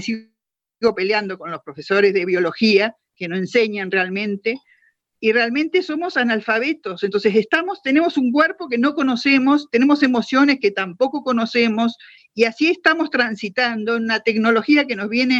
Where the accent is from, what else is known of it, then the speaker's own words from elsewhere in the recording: Argentina; generar otro tipo de ser humano que nos merecemos como argentinos